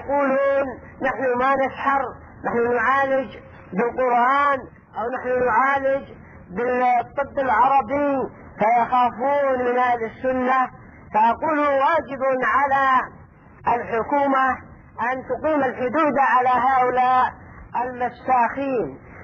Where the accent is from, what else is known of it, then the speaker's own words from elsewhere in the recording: Yemen; وهكذا ايضا عندنا باليمن